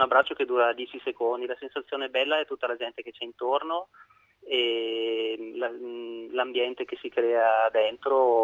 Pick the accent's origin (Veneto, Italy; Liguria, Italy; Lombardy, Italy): Lombardy, Italy; Mapello; Provincia di Bergamo, Mapello.